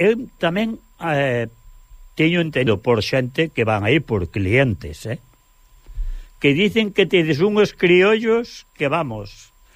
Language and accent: Galician; Galicia, Spain; now in Catalonia, Spain; Pode haber moitos cocidos, pero como galego, me parece a mí que hai poucos.